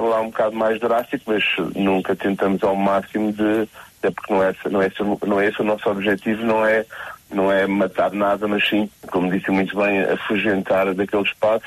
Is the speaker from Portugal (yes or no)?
yes; Funchal, Madeira, Portugal; não somos de Porto Santo, somos do Santo da Madeira, do Funchal.